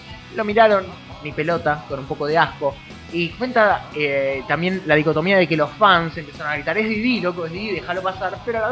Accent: Argentina; El hecho de lo afable que somos los argentinos, lo amigueros, el saludarnos con un beso, el darnos un abrazo.

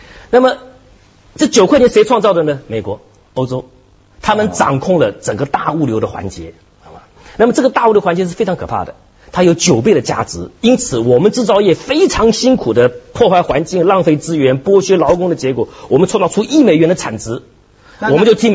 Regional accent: Hong Kong; 虽然我们香港人只炒楼炒股

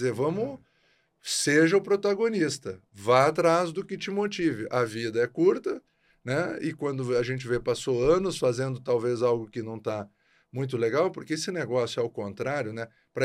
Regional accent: Porto Alegre, Rio Grande do Sul, Brazil; E natural de Porto Alegre.

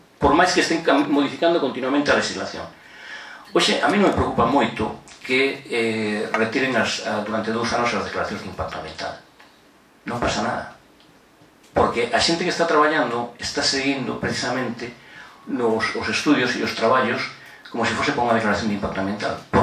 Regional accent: Ordes, Galicia, Spain; eu son de Ordes, unha zona gandeira por excelencia

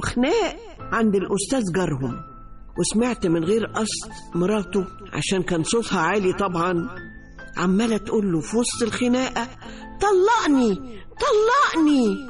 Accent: Egypt; ورباط البيوت عندنا في مصر يعني

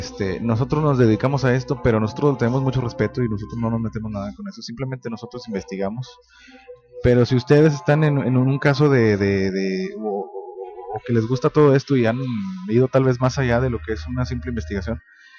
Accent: Guadalupe, Mexico; Bueno, yo soy de Guadalupe, pero vivimos en Nuevo León.

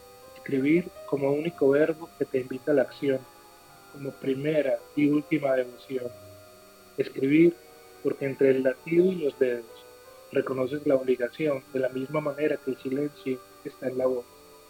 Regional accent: Medellín, Antioquia, Colombia; born there; Mira, yo nací en Medellín, desde aquí estamos conversando y aquí escribo a diario.

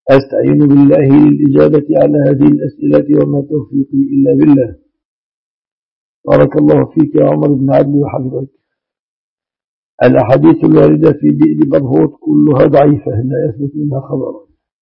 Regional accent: Egypt; الذي هو أغلب الذهب المستعمل في بلادنا مصر.

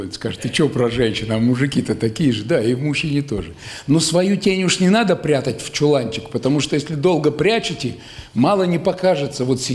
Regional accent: Kostroma, Kostroma Oblast, Russia; я из Костромы-то, из Волги

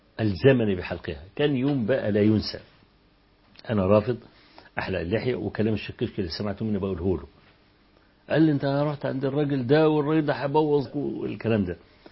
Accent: Egypt; فكنت أمسك ورقة كده وأقول إن أنا من مصر

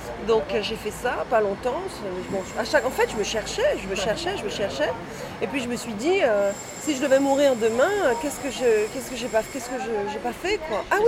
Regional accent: Guadeloupe, France; Parce que je suis de la Guadeloupe

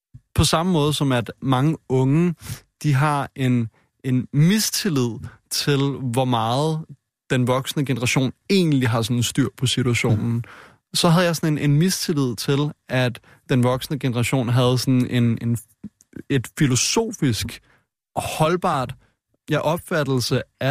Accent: Frederiksberg, Capital Region of Denmark, Denmark; born or raised there

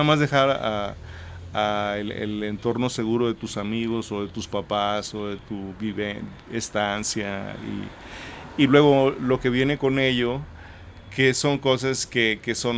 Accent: Nogales, Sonora, Mexico; moved away; Y bueno, ese es mi lugar de origen. Así es que yo, por eso digo que yo crecí en Nogales.

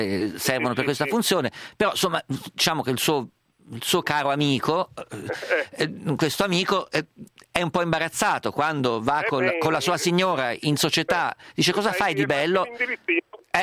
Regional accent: Perugia, Umbria, Italy; io sono perugino

